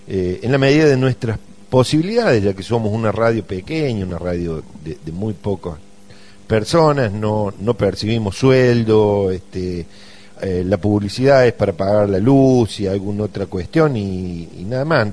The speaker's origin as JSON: {"language": "Spanish", "town": "San Pedro", "region": "Córdoba", "country": "Argentina", "said": "me presenté como que soy de San Pedro, no de Villa Dolores"}